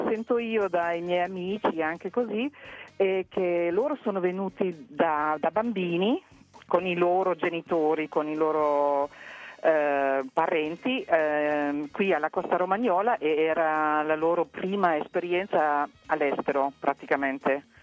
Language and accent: Italian; Heidelberg, Baden-Württemberg, Germany; Italian is a second language; Io proprio vengo da Heidelberg, una città universitaria